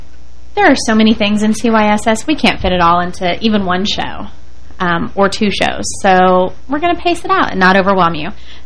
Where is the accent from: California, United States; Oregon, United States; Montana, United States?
Montana, United States; Because my impression as a kid growing up in Montana, that 4-H was animals and crops.